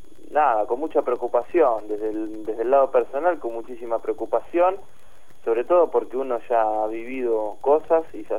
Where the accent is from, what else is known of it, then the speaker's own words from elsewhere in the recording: Santa Fe, Argentina; Nosotros somos del sur de Santa Fe